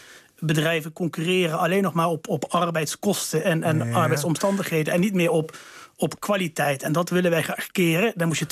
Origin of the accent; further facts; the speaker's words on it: Limburg, Netherlands; ik ben als Limburger een groot voorstander van het vrij verkeer van personen. Zeker bij ons in de grensregio. Ik woon 200 meter van de Belgische grens.